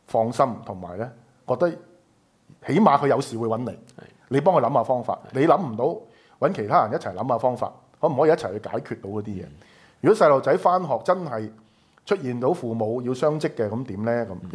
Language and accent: Cantonese; Hong Kong; 因為我覺得最重要都係大家我哋香港人嘅一啲好嘅價值